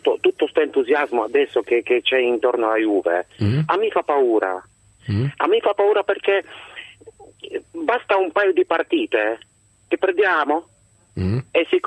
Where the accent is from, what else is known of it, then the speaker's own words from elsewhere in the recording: Poland; Io sono polacco